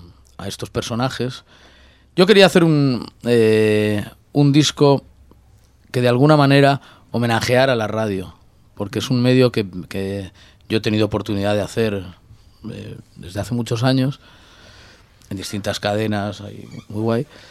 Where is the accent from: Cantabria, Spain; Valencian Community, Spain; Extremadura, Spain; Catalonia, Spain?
Cantabria, Spain; Santander; Y lo hemos grabado en Santander, en mi tierra.